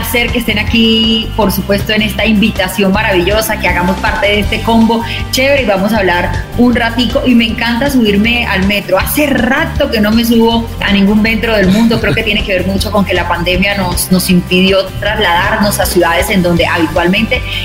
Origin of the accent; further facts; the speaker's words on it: Soledad, Atlántico, Colombia; also born or lived in Barranquilla; nací en Soledad, en el municipio de Soledad, y luego me voy a vivir a Barranquilla para hacer los estudios universitarios. Es decir, la mitad de la vida que estuve en la costa caribe colombiana la hice en Soledad y en Barranquilla.